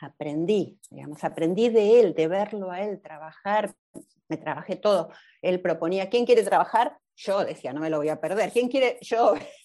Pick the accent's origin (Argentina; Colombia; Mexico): Argentina; Buenos Aires; nosotros los argentinos, los porteños sobre todo, que somos los de Buenos Aires, somos impuntuales